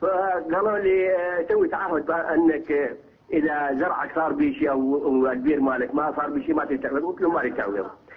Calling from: Saladin Governorate, Iraq; عندي سؤال، أنا من العراق من محافظة صلاح الدين.

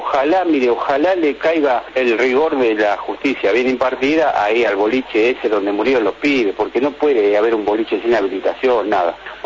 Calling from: Liniers, Buenos Aires, Argentina; de Liniers.

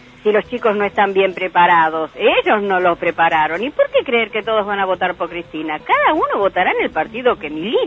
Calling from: Virrey del Pino, Buenos Aires Province, Argentina; de Virrey del Pino

